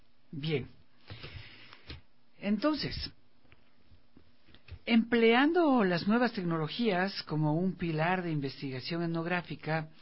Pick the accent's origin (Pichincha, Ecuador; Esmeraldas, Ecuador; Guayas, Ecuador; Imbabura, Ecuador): Pichincha, Ecuador; Quito; como quiteños, como ecuatorianos, como buenos chagras, quienes viven acá en nuestra ciudad